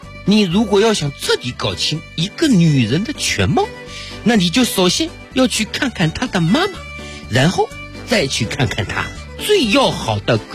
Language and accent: Chinese; China